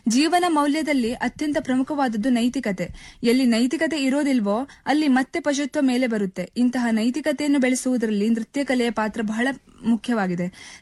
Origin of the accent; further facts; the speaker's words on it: Yellapur, Karnataka, India; ಮಾಡುವ ನಮಸ್ಕಾರಗಳು. ನನ್ನ ಊರು ಉತ್ತರ ಕನ್ನಡ ಜಿಲ್ಲೆಯ ಯಲ್ಲಾಪುರ.